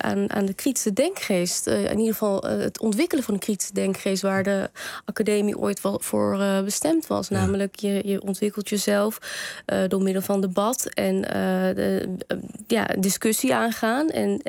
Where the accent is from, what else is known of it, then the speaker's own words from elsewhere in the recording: Kabul, Afghanistan; Ik kom uit Kabul, ja, uit Afghanistan.